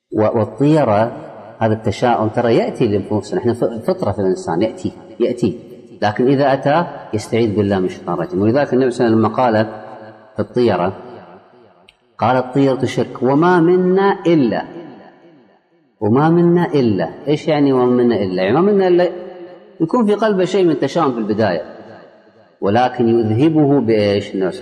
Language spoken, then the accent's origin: Arabic; Kuwait; عندنا في الكويت اذهب إلى أي مستشفى حكومي مو خاص، حكومي